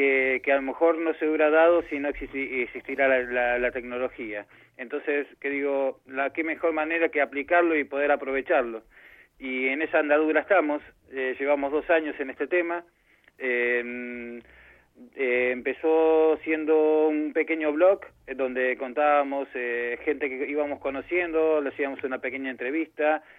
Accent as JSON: {"language": "Spanish", "country": "Argentina", "moved": "yes", "lives_now": "Málaga, Spain", "said": "Como buen argentino que soy, sobrevivo y subsisto de varias cosas"}